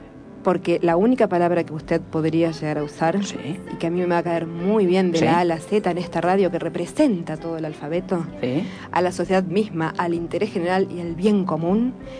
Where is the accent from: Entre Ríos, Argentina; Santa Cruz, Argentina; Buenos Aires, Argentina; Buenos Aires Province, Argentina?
Entre Ríos, Argentina; Gualeguaychú; now in Rosario, Argentina; Yo vengo de Gualeguaychú